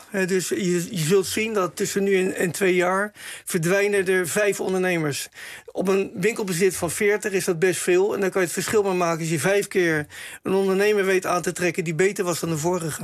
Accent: Rotterdam, South Holland, Netherlands; om daar je tanden in te zetten als Rotterdammer, om een stuk van je eigen stad te verbeteren.

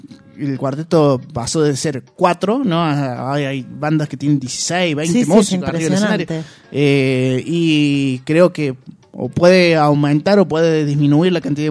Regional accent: Paraná, Entre Ríos, Argentina; yo vengo de Paraná

